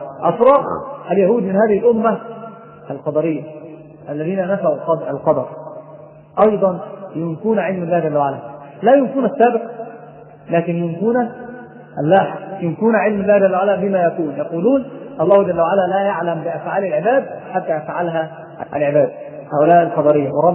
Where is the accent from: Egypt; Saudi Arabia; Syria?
Egypt; ناس عندنا في مصر يستحمل مندل يروح العراف